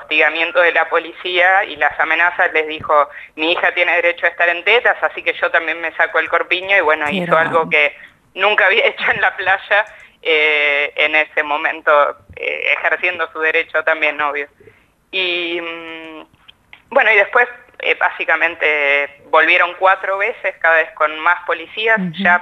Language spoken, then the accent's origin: Spanish; Necochea, Buenos Aires Province, Argentina; en la playa, en Necochea, que es la ciudad de donde yo soy